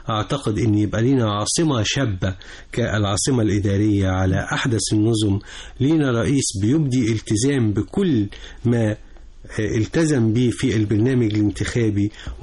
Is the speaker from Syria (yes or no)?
no; Egypt; أنا بقيت في بلدي، أنا بلدي.